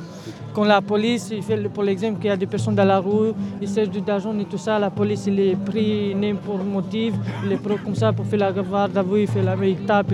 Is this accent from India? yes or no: no; Romania; French is a second language; moved away as an adult; now in France; j'ai fini ma école en Roumanie, j'ai arrivé ici pour travailler